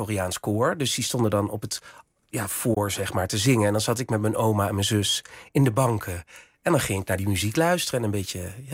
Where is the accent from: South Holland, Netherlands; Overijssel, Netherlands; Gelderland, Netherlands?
Gelderland, Netherlands; Winssen; in het dorp waar ik vandaan kom, Winsen, met 900 inwoners en een molen en een supermarkt.